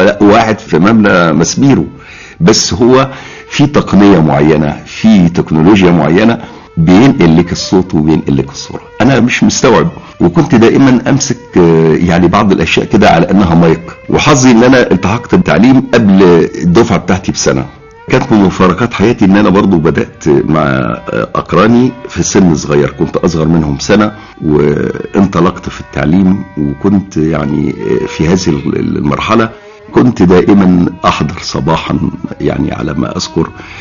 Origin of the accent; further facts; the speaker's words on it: Saft El Laban, Giza Governorate, Egypt; also born or lived in Cairo; فكان محل ميلادي القاهرة، ولكنني من بعد هذه الورقة نشأت حياتي كلها في صفط اللبن وارتبطت بيها.